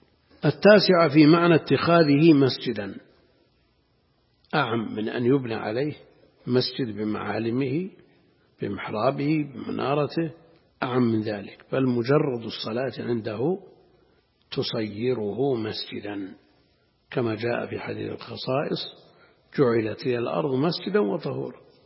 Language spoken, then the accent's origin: Arabic; Najd, Saudi Arabia; أمر ظاهر كان موجود عندنا في نجد في أماكن متعددة